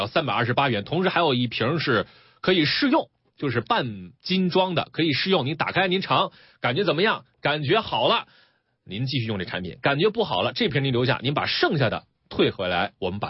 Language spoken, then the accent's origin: Chinese; China; 就是现在我们中国人随着这个我们兜里边钱越来越多哈